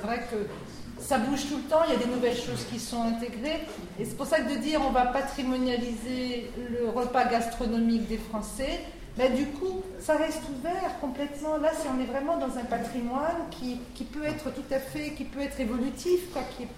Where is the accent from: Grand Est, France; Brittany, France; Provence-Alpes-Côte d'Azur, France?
Grand Est, France; Je venais d'Alsace